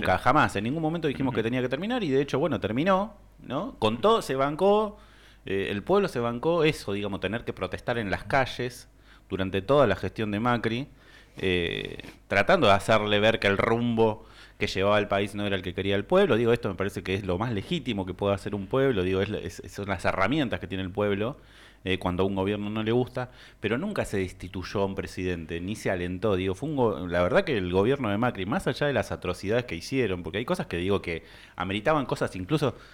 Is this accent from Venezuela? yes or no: no; Argentina; Pero la verdad que es vergonzoso, digo, como argentino, digo, son esas cosas que te dan vergüenza como argentino.